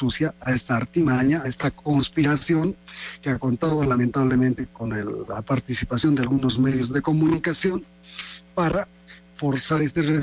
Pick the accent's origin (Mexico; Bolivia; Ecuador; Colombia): Bolivia; el tema central que hoy motiva la movilización de bolivianos y bolivianas en mi país